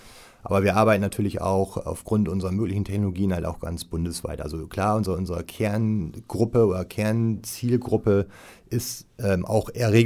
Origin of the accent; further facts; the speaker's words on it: Wilhelmshaven, Lower Saxony, Germany; born there; weil ich erstmal gebürtiger Wilhelmshavener bin.